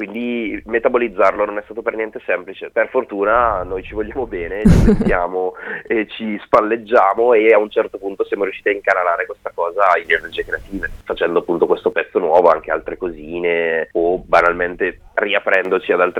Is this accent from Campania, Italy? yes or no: no; Bergamo, Lombardy, Italy; noi siamo pure di Bergamo.